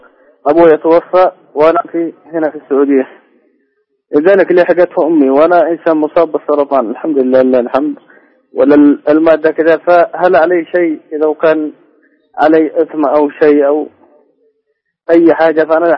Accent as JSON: {"language": "Arabic", "country": "Yemen", "lives_now": "Saudi Arabia", "said": "فأنا من اليمن ولي هنا 15 عام"}